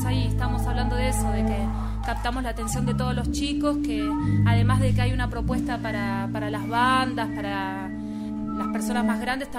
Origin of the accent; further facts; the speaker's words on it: Argentina; Portuguese is a second language; Da Argentina.